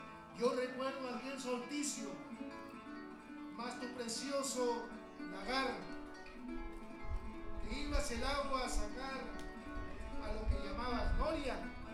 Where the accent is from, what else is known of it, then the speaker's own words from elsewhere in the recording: Mexico; la cual a mi tierra mexicana llevaré con muchos momentos de alegría